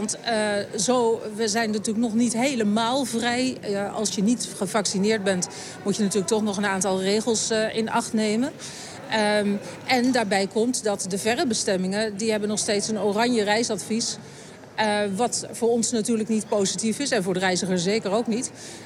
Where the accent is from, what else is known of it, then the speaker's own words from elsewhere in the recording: Netherlands; Want daar zijn we als Nederlander gek op.